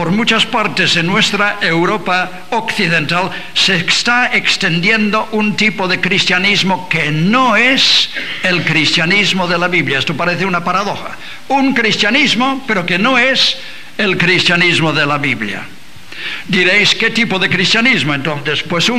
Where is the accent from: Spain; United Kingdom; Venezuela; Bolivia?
United Kingdom; England; Spanish is a second language; Yo, como inglés, no sé si bueno o malo, os voy a sacar un problema que tenemos en Inglaterra